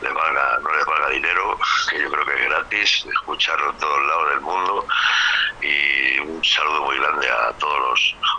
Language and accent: Spanish; Madrid, Community of Madrid, Spain; Nosotros somos de Madrid capital, de un barrio obrero de las afueras emisoras de Madrid, vamos, del centro de la capital, de Extra Radio. Pero bueno, ahora ya no habitamos, ya nos hemos ido a las afueras a vivir donde se puede